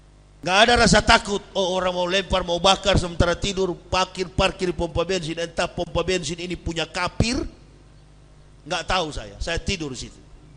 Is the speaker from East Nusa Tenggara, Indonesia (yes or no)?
no; Manado, North Sulawesi, Indonesia; saya orang Manado.